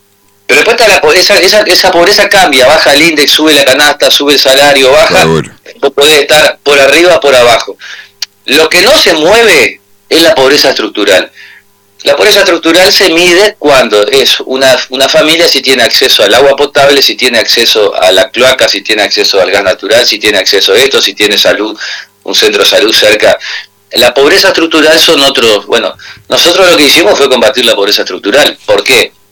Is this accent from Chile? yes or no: no; Concordia, Entre Ríos, Argentina; yo soy de Concordia, así como mi padre y fue mi abuelo, y mis hijos son de acá y seguramente mis nietos van a estar acá